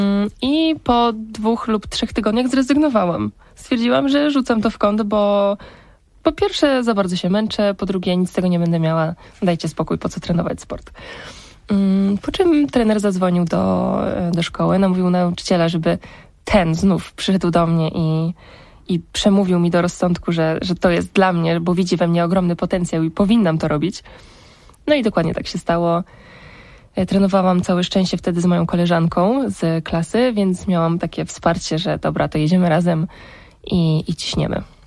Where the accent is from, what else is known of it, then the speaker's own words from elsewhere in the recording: Kępie Zaleszańskie, Subcarpathian Voivodeship, Poland; also born or lived in Wałbrzych; Jestem dziewczyną z Wałbrzycha, ale wychowałam się na Podkarpaciu, w małej miejscowości o nazwie Kępie Zaleszańskie. Do szkoły chodziłam w Zaleszanach